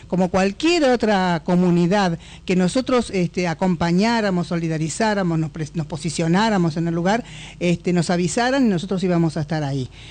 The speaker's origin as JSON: {"language": "Spanish", "town": "Los Toldos", "region": "Buenos Aires Province", "country": "Argentina", "said": "yo soy mapuche, soy de los Toldos, de la comunidad de los Toldos de la provincia de Buenos Aires."}